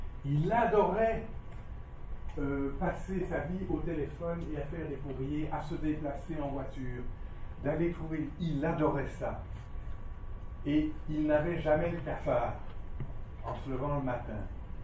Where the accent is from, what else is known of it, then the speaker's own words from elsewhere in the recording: Belgium; chez nous, en Belgique